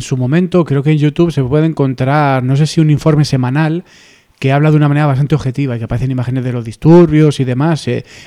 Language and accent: Spanish; Costa Rica; De Costa Rica